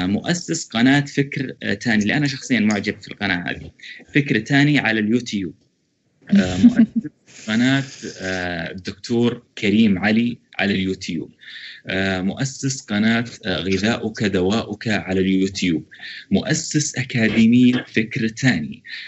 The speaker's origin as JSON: {"language": "Arabic", "country": "Saudi Arabia", "said": "من السعودية"}